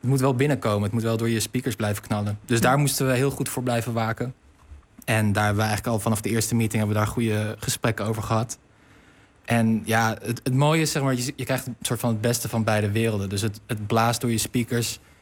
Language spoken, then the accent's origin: Dutch; Rotterdam, South Holland, Netherlands; Lang geleden. Ik ben Rotterdammer